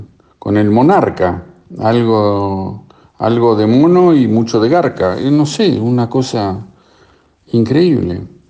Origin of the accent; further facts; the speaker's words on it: Argentina; yo soy argentino y tengo que mirar primero el ombligo